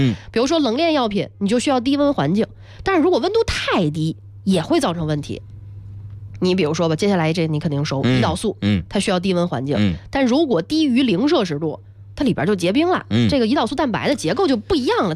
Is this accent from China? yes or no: yes; Shijiazhuang, Hebei, China; 可不是吗，我家乡是石家庄的